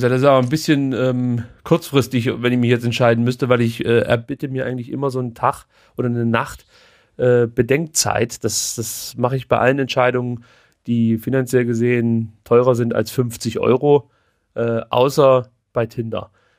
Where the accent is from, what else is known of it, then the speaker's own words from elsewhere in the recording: East Germany, Germany; ich bin in der DDR groß geworden. Ich bin letzten Endes nicht am Atomkraftwerk aufgewachsen, sondern im Atomkraftwerk.